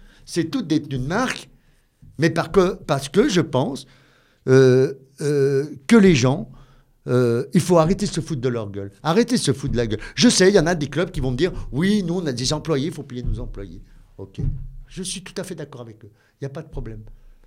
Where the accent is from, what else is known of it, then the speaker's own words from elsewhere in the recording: Valserhône, Auvergne-Rhône-Alpes, France; Moi, je suis né ici, je suis né en 1966 à Béliard, au Valserone. Maintenant, on est Valserone. Je prends le Valseronois. Je suis un vrai Valseronois.